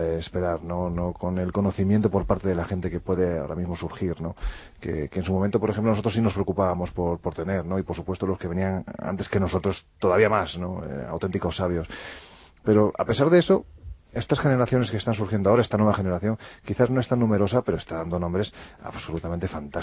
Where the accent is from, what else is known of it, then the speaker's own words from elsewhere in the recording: Andalusia, Spain; Yo siempre digo que soy andaluz sin gracia